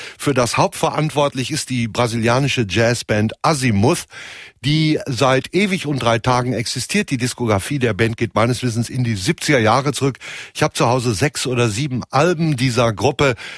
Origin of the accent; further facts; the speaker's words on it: North Rhine-Westphalia, Germany; wenn ich als Westfale grundsätzlich eher skeptisch bin und meine Zweifel habe